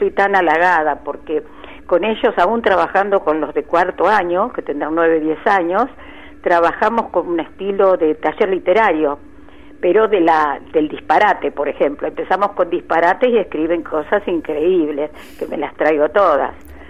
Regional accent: Chivilcoy, Buenos Aires Province, Argentina; mis primeros 25 años en Chivilcoy. Yo nací en Chivilcoy en el año 1932.

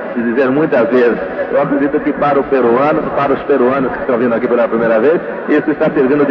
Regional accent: Brazil; Nós, que somos brasileiros, sentimos bastante honrados com cada lugar que vamos, cada estado do Brasil

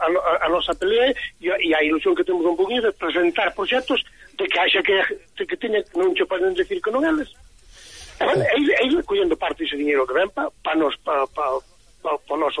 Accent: Vilamea, Galicia, Spain; Eu son de Vilamea, que é o que está mesmo no fondo da Capela de Xurés.

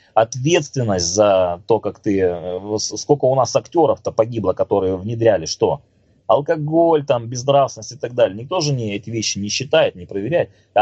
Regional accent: Crimea, Ukraine; как крымчанин, как коренной крымчанин, мы всегда надеялись на то, что произойдет чудо

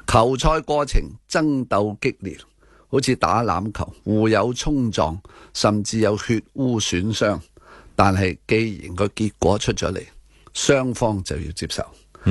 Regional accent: Hong Kong; 这个令到我们香港人都

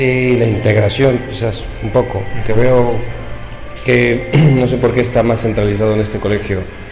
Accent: Buenos Aires, Argentina; sí, exactamente, soy de Buenos Aires.

